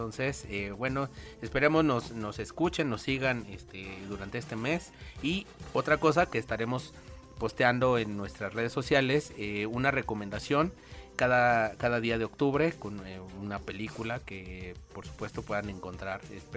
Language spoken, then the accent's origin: Spanish; Mexico; esta fecha que creo que es muy importante para nosotros como mexicanos